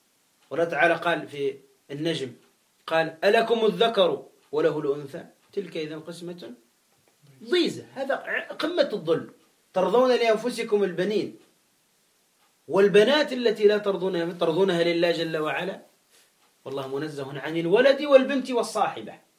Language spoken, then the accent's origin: Arabic; Gabès, Gabès Governorate, Tunisia; ومات في مدينتي أنا في جابس في تونس